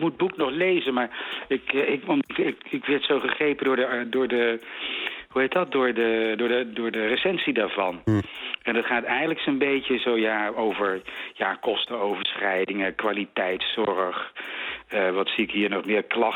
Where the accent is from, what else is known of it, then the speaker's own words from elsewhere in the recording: Wageningen, Gelderland, Netherlands; ik ben opgegroeid in Wageningen in de jaren 60.